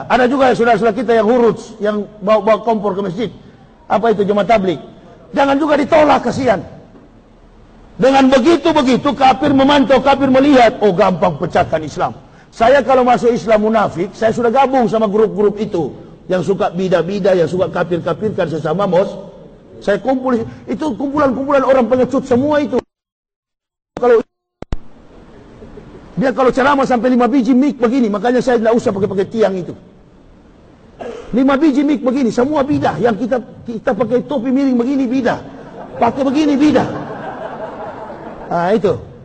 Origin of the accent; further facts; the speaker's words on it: Manado, North Sulawesi, Indonesia; Bahkan Manado, kampung halaman saya